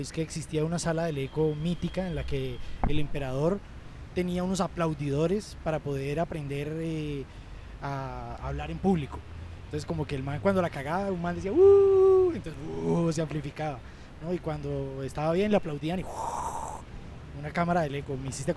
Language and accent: Spanish; Colombia; Yo le puedo mostrar mi cédula, que es la que me identifica como ciudadano colombiano